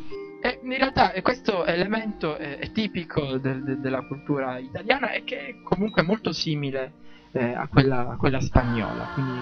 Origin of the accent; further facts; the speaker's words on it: Palermo, Sicily, Italy; Io sono cresciuto a Palermo e quindi mi manca tutto questo.